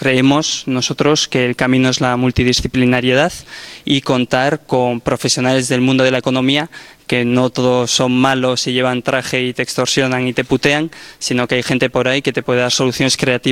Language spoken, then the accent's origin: Spanish; Bilbao, Basque Country, Spain; Yo vengo de Bilbao, como por aquí un compañero